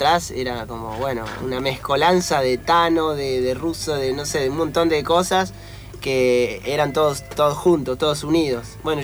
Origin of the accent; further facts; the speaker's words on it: Mar del Plata, Buenos Aires Province, Argentina; Y viví casi 20 años.